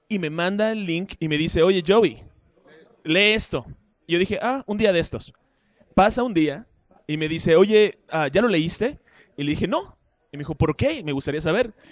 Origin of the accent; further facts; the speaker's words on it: Mexico; ¿por qué si soy mexicano tengo que consumir y aprobar de todo lo mexicano?